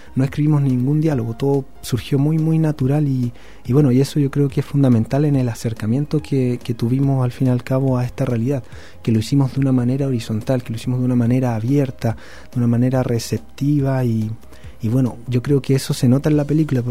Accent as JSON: {"language": "Spanish", "town": "Pudahuel", "region": "Santiago Metropolitan Region", "country": "Chile", "said": "de donde nos criamos. Yo soy de Pudahuel."}